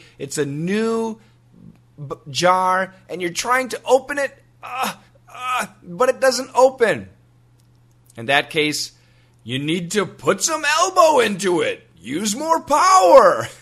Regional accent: Wisconsin, United States; Well, I grew up in Wisconsin. And in Wisconsin, in the United States, in the wintertime, oh my goodness, we get so much snow.

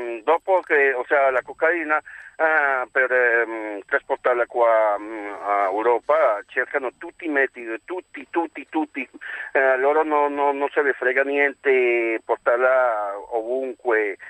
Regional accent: Colombia; Italian is a second language; now in Milan, Italy; Sì, sono un colombiano, abito qua a Milano da 13 anni, ho fatto alla Colombia, ho fatto il poliziotto antidroga.

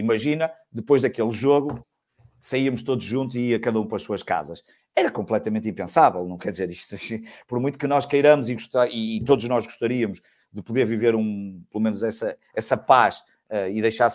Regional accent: Porto, Portugal; born there; eu sou tripeiro de Gema, nasci no Porto, na maternidade de Júlio Diniz, que é uma maternidade muito conhecida para quem é pessoalmente a minha geração

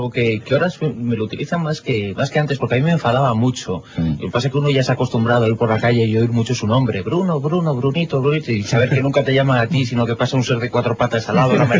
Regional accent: Zaragoza, Aragon, Spain; also born or lived in Galicia; Teníamos 4 años cuando, como buen gallego, como buena familia gallega, emigramos y lo hicimos rumbo a Zaragoza, en donde se instaló parte de mi gigantesca familia.

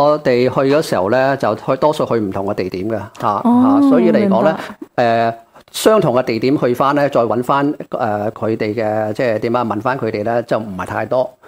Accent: Hong Kong; 我哋系香港嚟嘅吓

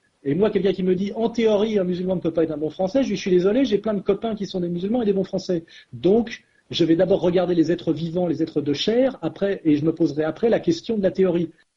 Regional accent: France; je suis un Français helléno-chrétien qui refuse la diabolisation des musulmans.

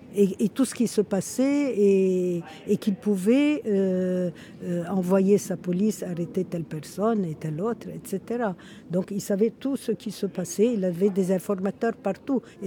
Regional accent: Lebanon; moved away as an adult; also born or lived in Portugal; now in Brussels, Belgium; Je suis née au Liban, j'ai fait mes études au Liban et je suis partie, j'avais une vingtaine d'années.

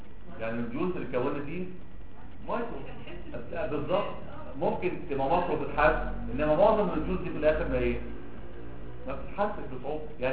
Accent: Alexandria, Alexandria Governorate, Egypt; now in Cairo, Egypt; احنا اساسا من اسكندرية انا عايش في القاهرة

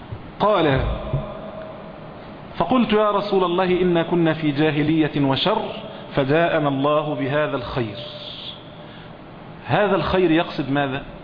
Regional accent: Egypt; يعني عندنا في مصر هنا مثلا

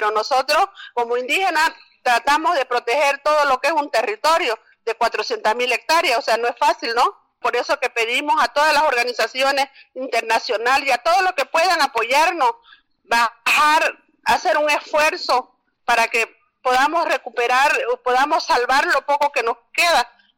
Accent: Carmen Florida, Beni, Bolivia; la comunidad de donde yo vengo es de la comunidad Carmen Florida, que está más cerca a la población de Rurrenabaque

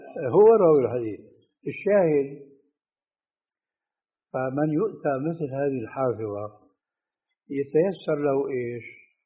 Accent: Syria; النعل صرارة موجودة، كانت إلى عهد قريب عندنا في سوريا للرجال، أي نعم.

